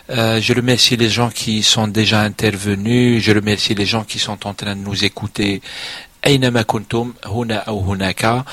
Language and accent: French; Algeria; Nous on est loin, on est des Algériens, et on a aussi nos problèmes.